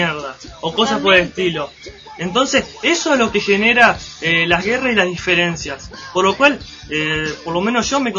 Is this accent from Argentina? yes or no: yes; Argentina; porque todos somos argentinos, somos representados por esa bandera